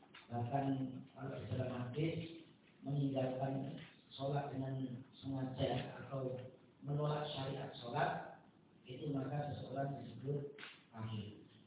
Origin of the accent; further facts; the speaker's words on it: Polokarto, Central Java, Indonesia; tapi sebenarnya saya dari Bimbing, Polokarto, Sukoharjo.